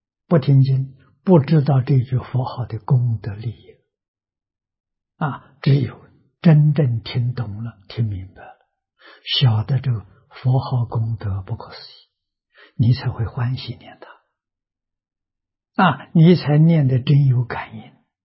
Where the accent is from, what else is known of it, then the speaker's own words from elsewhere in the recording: China; 反而我们中国人对中国的传统非常陌生